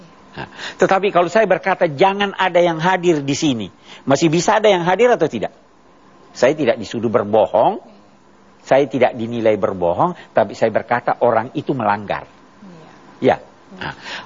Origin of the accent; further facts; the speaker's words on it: Indonesia; Ya, jadi kita dari Indonesia kena itu.